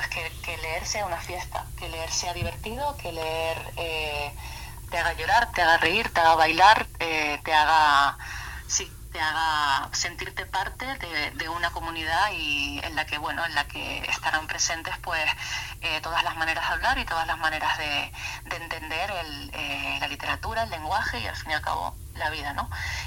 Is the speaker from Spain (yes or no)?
yes; Tenerife, Canary Islands, Spain; yo soy de Tenerife.